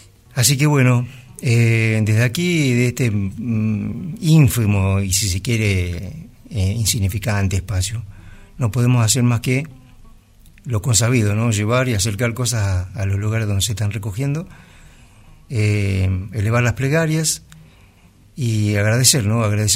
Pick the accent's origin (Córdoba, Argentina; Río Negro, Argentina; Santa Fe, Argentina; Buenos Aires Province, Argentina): Buenos Aires Province, Argentina; Bahía Blanca; la ciudad de Bahía Blanca, aquí cerquita. Ciudad donde yo nací, ciudad donde me crié.